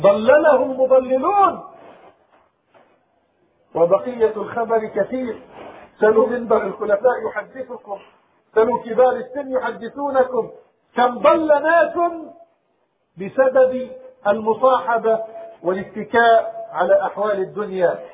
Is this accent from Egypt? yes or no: no; Palestine; معظم مدن بلادنا بلاد الشام وفلسطين